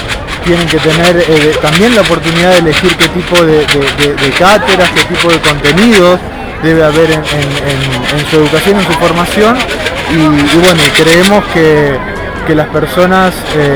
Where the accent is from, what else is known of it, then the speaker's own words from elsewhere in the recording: Rosario, Santa Fe, Argentina; en realidad nosotros somos de Argentina, ¿sí? Venimos de Rosario, Argentina